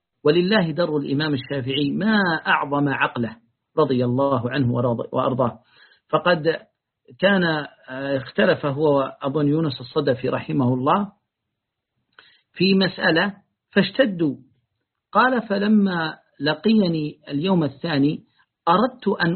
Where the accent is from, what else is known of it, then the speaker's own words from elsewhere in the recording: Yemen; في بلادي اليمن